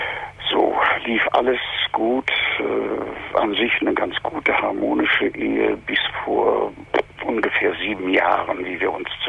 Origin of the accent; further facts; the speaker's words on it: East Germany, Germany; Wie gesagt, ich bin Jahrgang 38, stamme aus dem Osten, habe als Kind im Krieg ganz schlimm erlebt